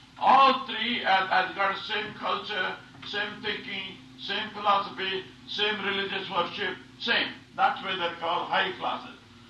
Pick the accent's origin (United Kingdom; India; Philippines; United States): India; South India; born there; Now, I was born in South India, And I had only, I had three sisters.